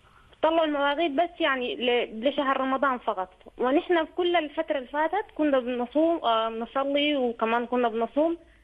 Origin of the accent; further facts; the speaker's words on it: Eritrea; moved away; also born or lived in Sudan; نحن جينا من الهجرة، يعني جينا كنا نحن إريتريين أصلا وجينا من السودان.